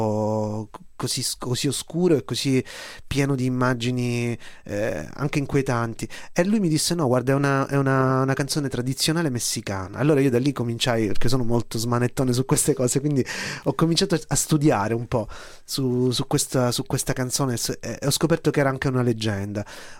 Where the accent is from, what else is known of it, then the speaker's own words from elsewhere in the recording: Palermo, Sicily, Italy; Sono dell'82, sono nato a Palermo, cresciuto a Palermo, e quindi avevo 10 anni quando a Palermo abbiamo avuto il nostro 11 settembre